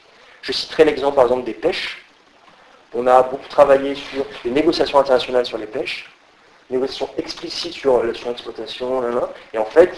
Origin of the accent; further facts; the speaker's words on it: France; je suis français